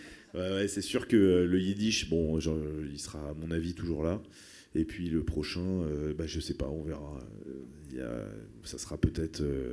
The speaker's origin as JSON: {"language": "French", "town": "Paris", "region": "Île-de-France", "country": "France", "tie": "born or raised there", "said": "je suis né à Paris et que jusqu'à il y a quelques mois, j'y habitais encore"}